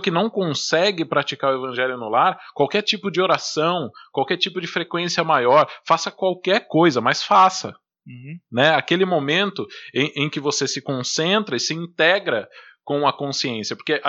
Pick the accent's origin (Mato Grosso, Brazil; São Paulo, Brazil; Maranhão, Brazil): São Paulo, Brazil; São José dos Campos; Vocês que não são de São José estão ouvindo eu falar torto, né? Porque nós somos de São José dos Campos